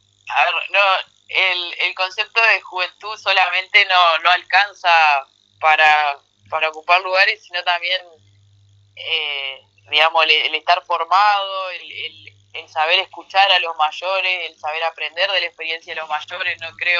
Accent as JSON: {"language": "Spanish", "town": "Paraná", "region": "Entre Ríos", "country": "Argentina", "tie": "born or raised there", "said": "Paraná, que es donde yo nací y crecí toda mi vida"}